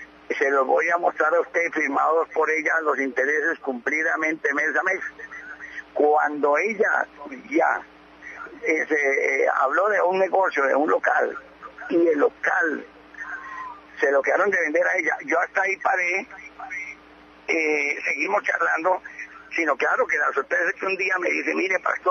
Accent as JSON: {"language": "Spanish", "country": "Colombia", "said": "Ningún impedimento tenemos porque somos ciudadanos colombianos."}